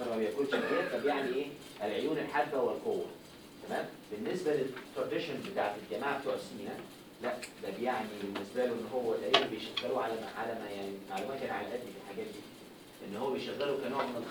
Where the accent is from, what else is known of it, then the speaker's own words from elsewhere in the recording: Egypt; هو الجمل في مصر انا كمواطن عادي